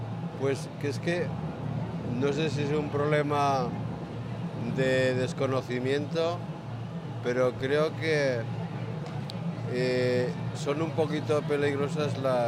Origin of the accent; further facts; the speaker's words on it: Torre de las Arcas, Aragon, Spain; Pues está entre las puertas del Maestrazgo, la Cuenca Minera y el Parque del Río Martín.